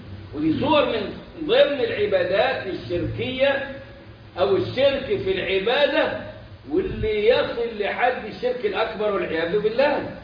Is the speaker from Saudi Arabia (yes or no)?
no; Egypt; وهذا مفتاح كلامنا كمصريين بنسبة فوق 90 كده بشوية